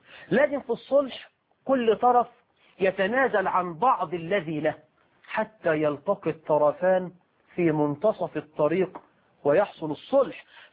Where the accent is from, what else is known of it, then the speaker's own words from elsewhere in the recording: Egypt; عندنا في مصر